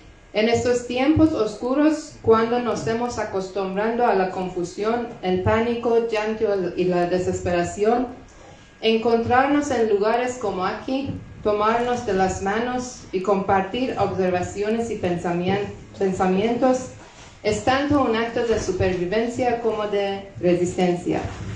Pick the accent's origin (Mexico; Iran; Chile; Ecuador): Iran; Spanish is a second language; Soy originalmente de Irán y mi español está aún en progreso